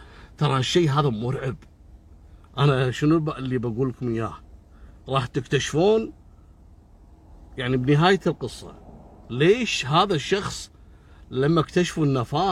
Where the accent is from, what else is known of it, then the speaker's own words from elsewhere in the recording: Kuwait; عندنا بالكويت